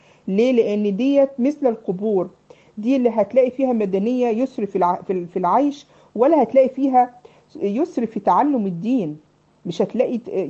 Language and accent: Arabic; Egypt; عارفين يا بنات عندنا في مصر يسموا النجع، النجوع والكفور